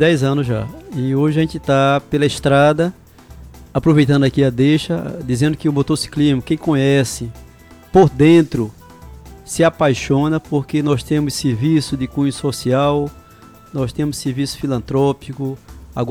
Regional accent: Pernambuco, Brazil; a nossa identidade como pernambucanos e como nordestinos que somos.

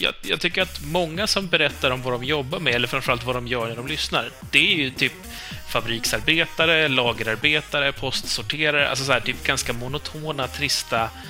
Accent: Sweden; Ja, okej, men du säger Maggot, för jag kommer från Sverige.

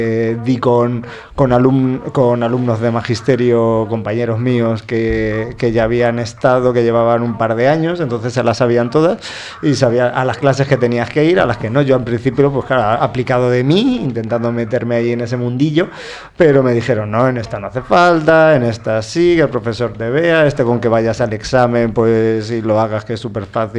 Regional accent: Albacete, Castilla-La Mancha, Spain; De Albacete. Yo soy albaceteño.

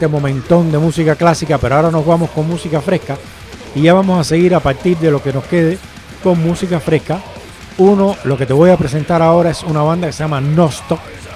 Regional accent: Cuba; siendo ella española y yo cubano

